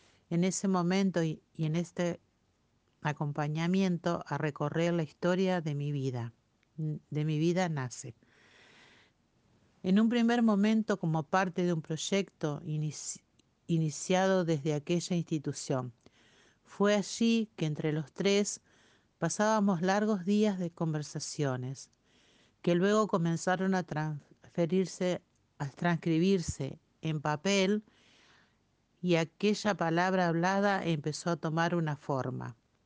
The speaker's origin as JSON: {"language": "Spanish", "region": "Santa Fe", "country": "Argentina", "said": "una vez que pude regresar a Santa Fe y no volver atrás."}